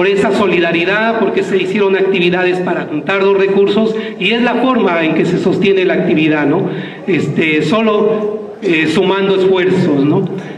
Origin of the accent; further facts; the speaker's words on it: Nezahualcóyotl, State of Mexico, Mexico; Nosotros venimos de Ciudad Nezahualcóyotl